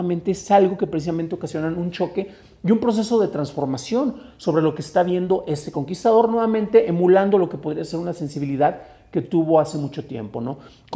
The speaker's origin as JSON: {"language": "Spanish", "country": "Mexico", "said": "Nos encanta martirizarnos porque somos mexicanos y es la peor de las mezclas."}